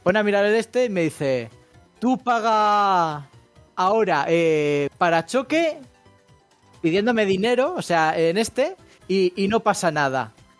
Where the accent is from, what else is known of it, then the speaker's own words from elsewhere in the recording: Spain; pero yo soy español